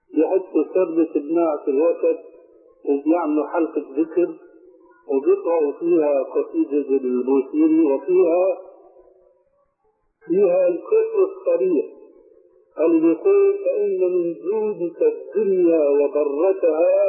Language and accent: Arabic; Syria; ونحن عندنا في الشام